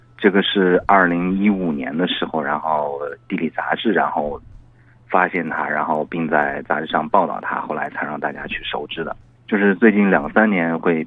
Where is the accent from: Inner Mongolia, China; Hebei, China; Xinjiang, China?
Inner Mongolia, China; Hohhot; now in Beijing, China; 因为我们家是在呼和浩特，然后呢现在工作又在北京